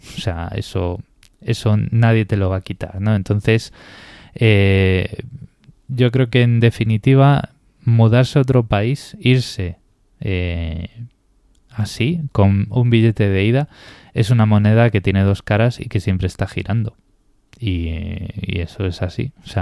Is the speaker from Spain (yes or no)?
yes; Galicia, Spain; yo soy gallego y a mí hay veces que me apetece estar algo, o sea, me apetece hacer algo o me apetece estar en Galicia